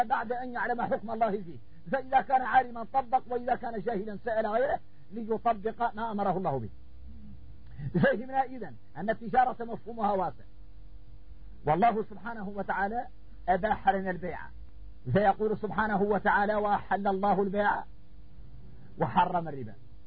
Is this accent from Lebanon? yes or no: no; Mauritania; احنا موريتاني يلين اتضايقنا معه الصحراء خوتنا في الله